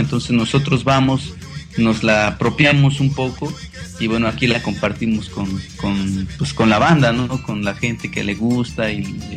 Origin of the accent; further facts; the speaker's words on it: Guerrero, Mexico; Sí, yo soy originario de Guerrero. Mira, te cuento un poco sobre mi historia personal. Mi papá es de un pueblo que se llama Tototepec, municipio de Tlapa. Esa es meramente la región de la montaña. Los habitantes de esa población somos mixtecos, nasabis